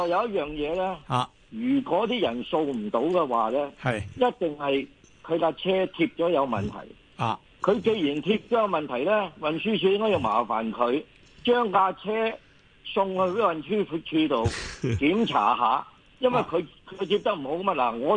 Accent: Hong Kong; 根本我哋香港人嘅驾驶技术同埋礼让咧，就已经系冇得顶嘅

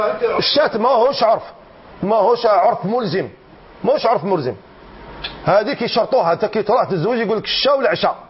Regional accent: Algeria; احنا رانا اولاد الجزائر

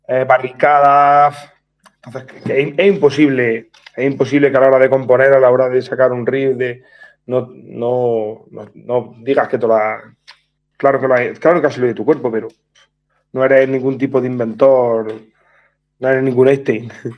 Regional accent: Orcera, Andalusia, Spain; somos de un pueblo pequeño, somos de Orcera, no sé si lo conocerán, o David Broncano, de la Resistencia, pero el pueblo es pequeñito.

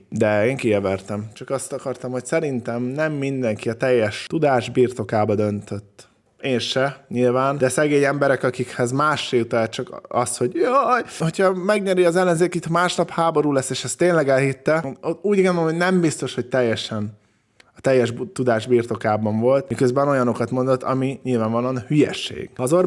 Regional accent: Hungary; Én amúgy vidékről származom, úgyhogy ezt mindig azt hiszik, hogy belpesti vagyok, de vidéki vagyok.

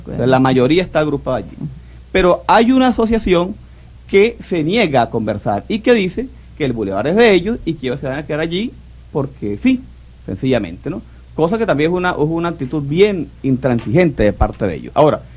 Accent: Venezuela; qué tremenda satisfacción siente uno como venezolano

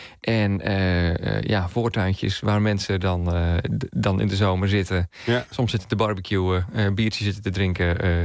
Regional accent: Zeeland, Netherlands; Wij komen niet uit de buurt. Ik kom uit Zeeland.

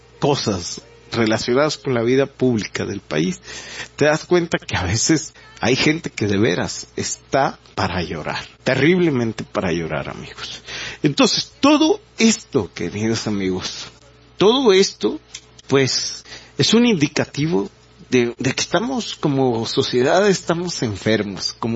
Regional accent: Mexico; Y pues esto nos hace preguntarnos como mexicanos, pues, ¿qué está sucediendo?

